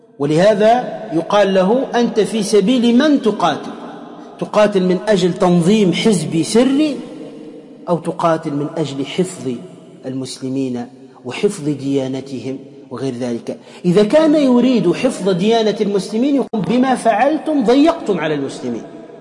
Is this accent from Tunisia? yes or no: yes; Tunisia; أضرب لكم مثال عندنا في تونس أيضا